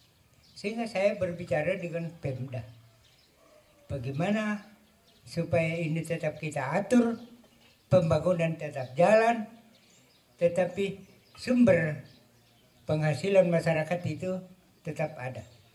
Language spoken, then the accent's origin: Indonesian; South Sulawesi, Indonesia; Tidak usah kita resah bahwa kita orang Toraja ini lahir dan berkembang di pegunungan.